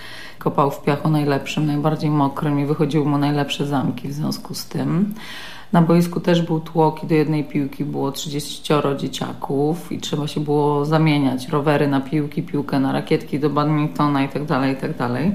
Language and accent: Polish; Wesoła, Masovian Voivodeship, Poland; Ja się wychowywałam w Wesołej pod Warszawą. To miasteczko było przecięte na pół torami kolejowymi, które biegną ze wschodu na zachód.